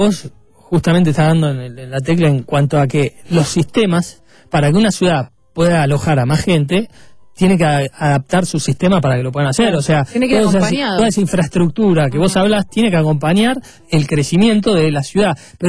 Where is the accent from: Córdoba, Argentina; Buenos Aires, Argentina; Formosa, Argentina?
Buenos Aires, Argentina; yo soy de Caballito, no quiero tener más torres, no quiero tener más.